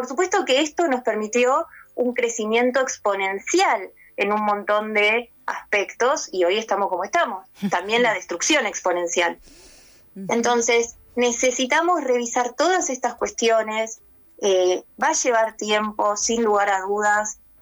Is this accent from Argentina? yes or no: yes; Argentina; Hoy como argentinos nos une el sí a la educación pública, libre, gratuita, ¿no?